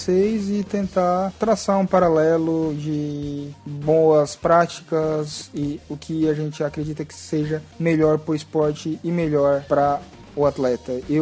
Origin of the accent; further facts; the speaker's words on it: Santa Catarina, Brazil; Eu sou de Santa Catarina, o campeonato foi em Blumenau.